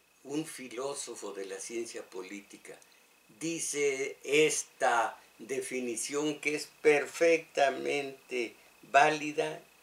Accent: Mexico; Esto, mis paisanos, vivo en México, soy mexicano.

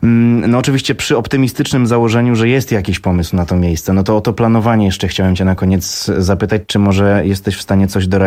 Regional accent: Warmian-Masurian Voivodeship, Poland; sam pochodzę z Warmii

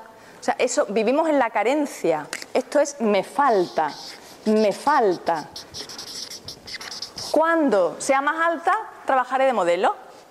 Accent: Seville, Andalusia, Spain; Puede ser, aquí viví enfrente del mar. Yo que vengo de Sevilla, que es más durillo.

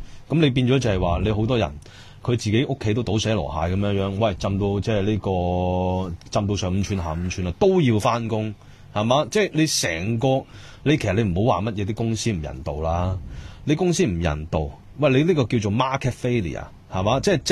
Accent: Hong Kong; 作为香港人

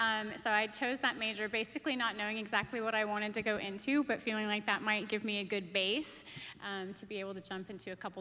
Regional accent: Toronto, Ontario, Canada; born there; and I was born in Toronto.

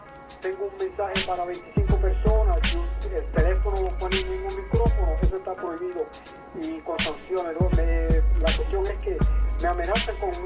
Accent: Puerto Rico; soy un boricua que escogí luchar por la independencia de Puerto Rico. Amo a mi patria.

